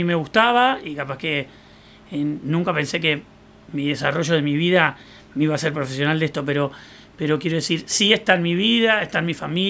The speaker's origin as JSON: {"language": "Spanish", "region": "Salto", "country": "Uruguay", "said": "Yo tengo familia de cantores en mi pueblo Salto, de Uruguay."}